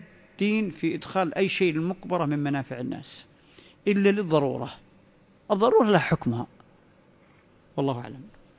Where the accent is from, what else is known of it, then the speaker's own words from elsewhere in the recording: Saudi Arabia; ربما أنتم ما حدثت عندكم مثل الظواهر اللي بدأت تظهر عندنا في السعودية